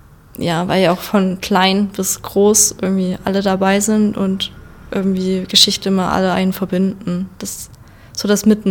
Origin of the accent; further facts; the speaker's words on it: Zwickau, Saxony, Germany; now in Dresden, Germany; Ich lebe jetzt zwar in Dresden, komme aber aus Zwickau. Und trotzdem würde ich noch sagen, dass Zwickau meine Heimat ist